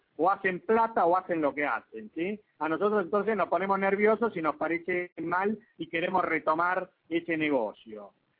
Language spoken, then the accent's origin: Spanish; Argentina; como somos argentinos, nosotros tenemos el estigma de que no podemos hacer nada bien